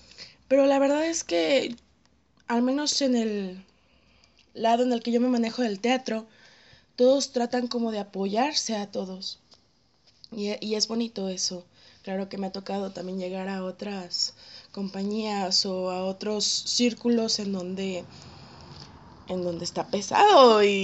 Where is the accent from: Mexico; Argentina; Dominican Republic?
Mexico; Guadalajara, Jalisco; Yo soy de ahí, estoy totalmente enamorada de mi tierra